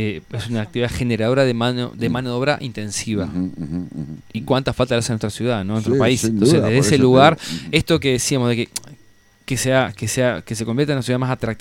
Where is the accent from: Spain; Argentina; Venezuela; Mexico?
Argentina; Concordia, Entre Ríos; O sea, yo soy de Concordia, nosotros somos de Concordia